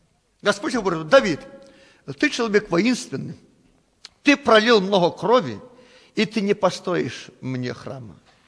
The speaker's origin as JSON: {"language": "Russian", "country": "Belarus", "tie": "born there", "said": "Мы родились в Белоруссии. Почему? Бог захотел, чтобы мы здесь жили."}